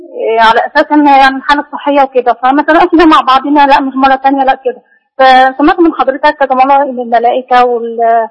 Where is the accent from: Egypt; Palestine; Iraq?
Egypt; Damietta, Damietta Governorate; من دمياط.